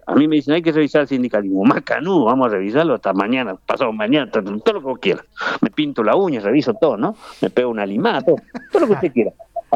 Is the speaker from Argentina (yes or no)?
yes; Misiones, Argentina; Yo soy de Misiones